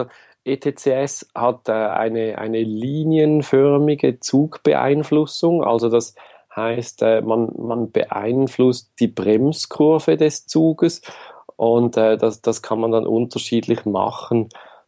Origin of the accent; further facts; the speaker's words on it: Zurich, Switzerland; ich komme aus der Schweiz. Hier in der größeren Region Zürich bin ich zu Hause, bin jetzt 37, habe Familie